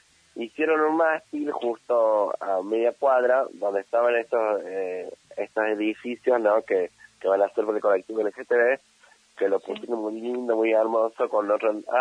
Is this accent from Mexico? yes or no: no; Argentina; porque todos somos argentines, o sea, todos somos argentinos